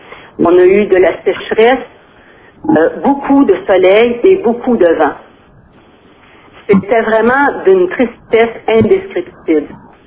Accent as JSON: {"language": "French", "town": "Malartic", "region": "Quebec", "country": "Canada", "said": "J'étais tellement fière de dire, nous autres, chez nous, à Malartic"}